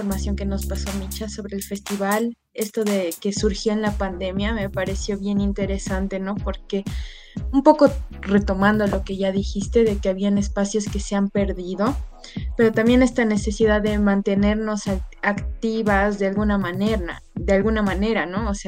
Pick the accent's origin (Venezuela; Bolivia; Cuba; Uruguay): Bolivia; Porque yo vengo de Bolivia y conozco, aunque sea un poquito, del festival